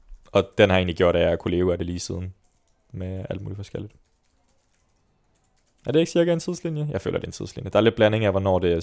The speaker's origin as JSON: {"language": "Danish", "town": "Svendborg", "region": "Region of Southern Denmark", "country": "Denmark", "tie": "born or raised there", "said": "Jeg er født og opvokset i Svendborg. I hvad jeg vil kalde den konservative kernefamilie."}